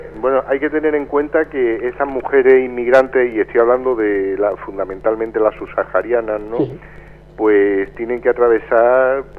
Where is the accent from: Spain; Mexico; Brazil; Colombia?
Spain; A nosotros como españoles, bueno, se nos respeta un poco más y demás